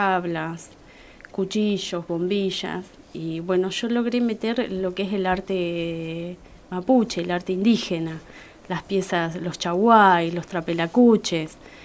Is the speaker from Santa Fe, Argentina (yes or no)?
no; Uriburu, La Pampa, Argentina; De Uriburu.